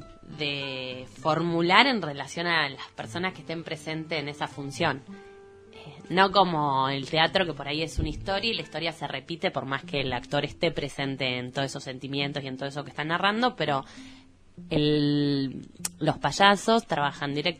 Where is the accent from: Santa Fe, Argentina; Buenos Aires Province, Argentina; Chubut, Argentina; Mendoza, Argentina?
Buenos Aires Province, Argentina; Junín; Y bueno... yo soy de Junín, como ya dije. Este fin de semana fui a ver a mi familia